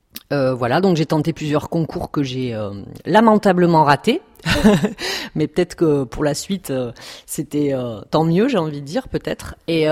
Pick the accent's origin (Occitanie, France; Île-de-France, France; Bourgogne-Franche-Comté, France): Occitanie, France; Perpignan; je suis catalane, donc je viens de Perpignan. Comme, voilà, j'ai du mal à cacher mon accent, on me découvre, je suis découverte à chaque fois.